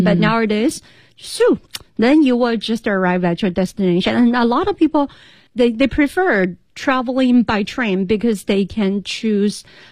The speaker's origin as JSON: {"language": "English", "town": "Chengdu", "region": "Sichuan", "country": "China", "tie": "born or raised there", "said": "I mentioned from Chengdu, my hometown, to Beijing."}